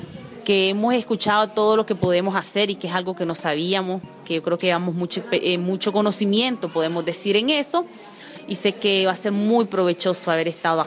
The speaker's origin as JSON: {"language": "Spanish", "town": "Mulucucú", "region": "North Caribbean Coast Autonomous Region", "country": "Nicaragua", "said": "como lo dije anteriormente, soy de Nicaragua y vengo de un pueblito chiquito llamado Mulucucú, que se llama Mulucucú, ¿verdad? Es un habla mayagna de nuestro pueblo."}